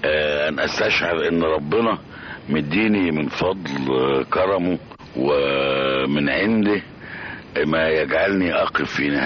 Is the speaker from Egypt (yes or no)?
yes; Giza, Giza Governorate, Egypt; أنا من حواري الجيزة، وبالتالي من حواري الأمة العربية.